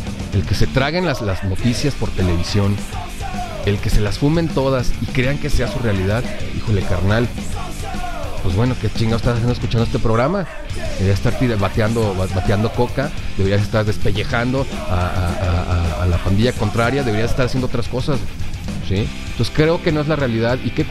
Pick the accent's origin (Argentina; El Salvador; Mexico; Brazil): Mexico; Somos mexicanos.